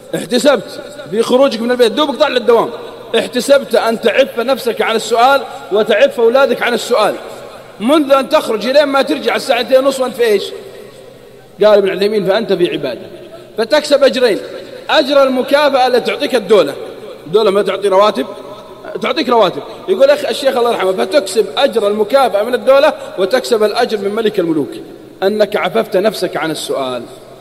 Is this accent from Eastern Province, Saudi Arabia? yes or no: no; Al-Qassim, Saudi Arabia; عندنا في القصيم يقول مالي شغل.